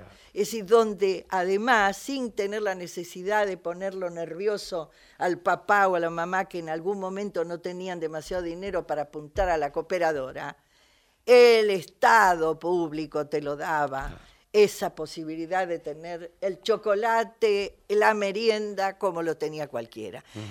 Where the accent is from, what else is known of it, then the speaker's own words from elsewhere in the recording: Buenos Aires, Argentina; yo que soy una porteña de alma y defensora del porteñismo, digamos, ¿no? Digo, soy hija del Hospital Rivadavia.